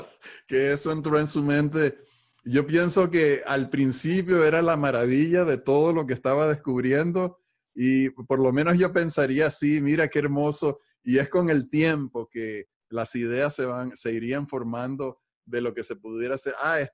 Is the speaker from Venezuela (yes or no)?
yes; Venezuela; moved away; also born or lived in Puerto Rico; Cada vez que pienso en mi país, me llena de emoción y de calor, porque son las cosas de mi infancia, son las cosas de mi formación